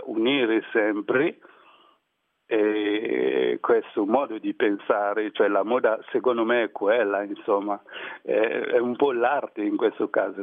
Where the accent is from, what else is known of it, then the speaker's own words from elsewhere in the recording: Côte d’Ivoire; now in Italy; Ho un bellissimo rapporto con la Costa d'Avorio, che è comunque il mio paese, mi piace tanto.